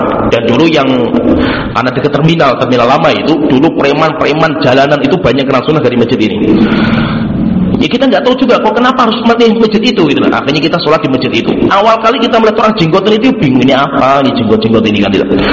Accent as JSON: {"language": "Indonesian", "town": "Tengaran", "region": "Central Java", "country": "Indonesia", "tie": "born or raised there", "said": "saya itu aslinya itu lahirnya Kabupaten Semarang, yaitu kampung saya itu dulu Kabupaten Semarang. Tengaran itu kayak Aisyah Tengaran itu kan Kabupaten, bukan Salatiga, Kabupaten."}